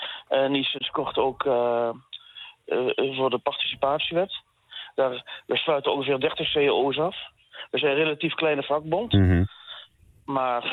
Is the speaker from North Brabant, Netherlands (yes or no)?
yes; Eindhoven, North Brabant, Netherlands; En ik kom uit Eindhoven, daar zie je het heel erg.